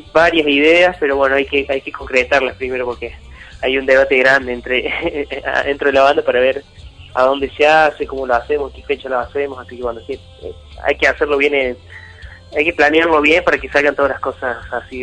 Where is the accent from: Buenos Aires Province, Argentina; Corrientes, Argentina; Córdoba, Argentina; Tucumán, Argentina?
Córdoba, Argentina; nosotros somos de acá de Córdoba, vivimos acá